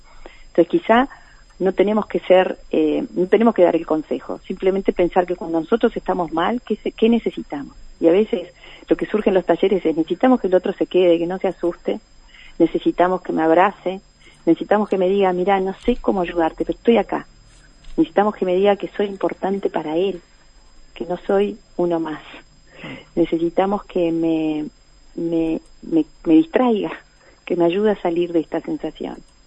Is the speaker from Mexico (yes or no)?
no; Uruguay; eso es lo más duro para nosotros como uruguayos